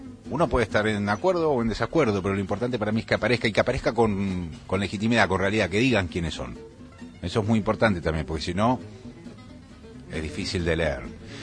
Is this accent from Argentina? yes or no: yes; Argentina; Somos muchos los argentinos